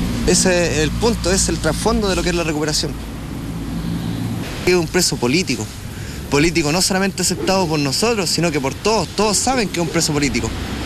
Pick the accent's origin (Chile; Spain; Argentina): Chile; Nosotros no somos los indígenas de Chile, nosotros somos mapuches. Somos aparte, somos un pueblo que siempre ha estado aquí, que nació en esta tierra y va a morir aquí.